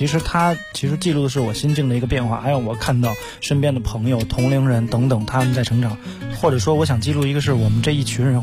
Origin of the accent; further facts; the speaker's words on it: Beijing, China; 因为我是出生在北京，我是在三里屯那边长大的